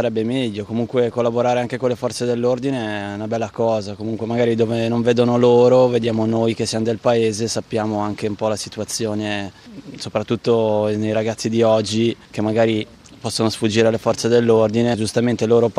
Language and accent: Italian; Azzio, Lombardy, Italy; Io sono di Azio, provincia Varese.